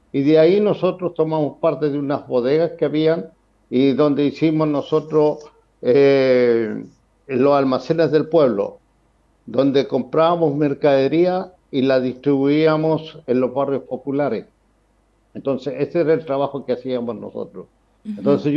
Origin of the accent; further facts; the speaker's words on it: Santiago, Santiago Metropolitan Region, Chile; now in Argentina; autoexilio. Volvemos a Santiago, volvemos de vacaciones todos los años, pero nada más que eso. Y acá sí, somos parte de la Comisión de Derechos Humanos Chilenos en Argentina